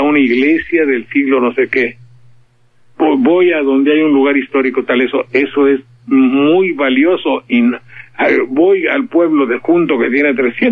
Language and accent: Spanish; Mexico; Ahí estoy, señor, soy mexicano, mi tierra es Bravía